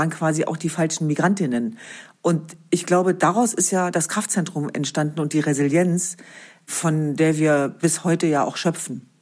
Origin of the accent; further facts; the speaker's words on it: Germany; born there; Ich bin zwar in Deutschland geboren, aber das Jesidentum war tatsächlich verhaltensbestimmend